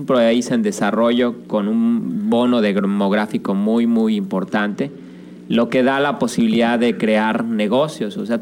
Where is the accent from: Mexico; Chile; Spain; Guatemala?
Mexico; nosotros como mexicanos a veces no vemos